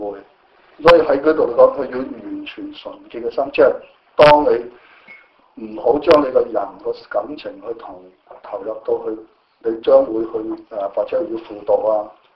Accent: China; 就好像我們中國人的傳統都是不會說靠政府養或者去等他老人院

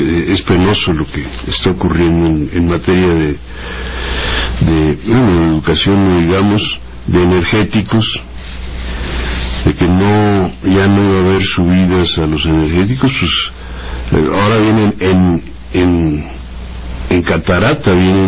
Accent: Mexico; somos todos los mexicanos, las mexicanas.

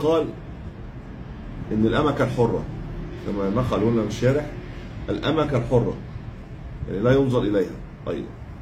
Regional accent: Egypt; عندنا في مصر في مشكله

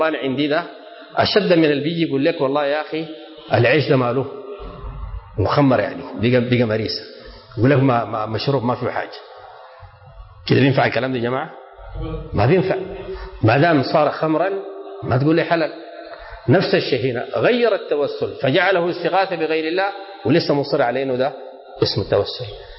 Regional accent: Sudan; كلمة وقصة واقعية حصل عندنا في السودان.

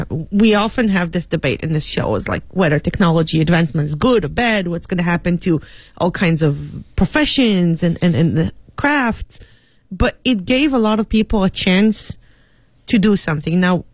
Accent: Israel; Katie coming from the States and I'm coming from Israel

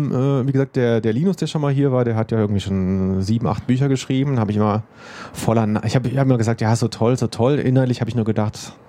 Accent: Cologne, North Rhine-Westphalia, Germany; ich komme aus Köln.

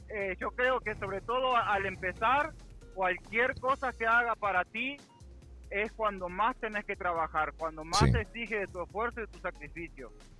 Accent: Uruguay; De Uruguay.

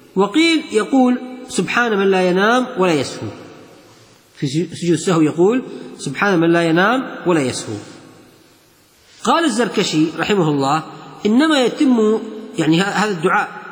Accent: Kuwait; الحين نشوف مكيف عنتر اللي عندنا في الكويت

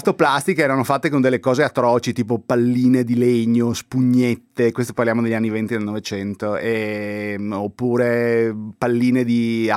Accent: Venice, Veneto, Italy; buon 25 aprile, e visto che sono veneziano anche buon

